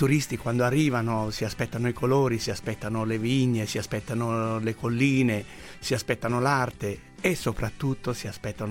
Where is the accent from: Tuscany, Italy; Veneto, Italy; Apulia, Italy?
Tuscany, Italy; Prato; Io ormai ho 62 anni, tanti anni fa sono nato a Prato e come tutti i pratesi facevano stoffa, o in filatura, o in tessitura, o in orditura, ma io la mia origine è proprio di Prato